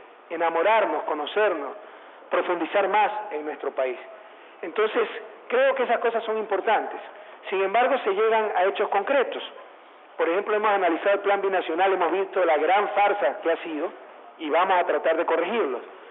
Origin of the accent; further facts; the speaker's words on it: Ecuador; me he conocido en mi país palmo a palmo, pero siempre se descubre algo nuevo. Entonces, he descubierto el arroz de Macará